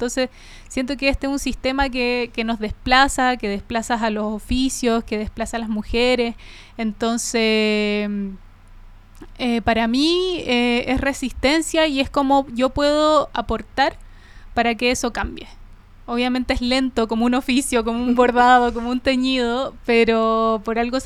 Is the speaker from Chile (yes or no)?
yes; Coltauco, O'Higgins, Chile; yo crecí en el campo, yo crecí en Coltauco, que es una comuna de la sexta región